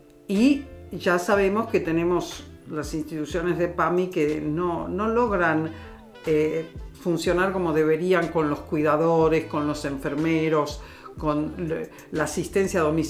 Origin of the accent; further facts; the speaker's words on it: Buenos Aires, Argentina; born there; Yo, como nací en Buenos Aires y soy muy desapegada, he viajado por el mundo.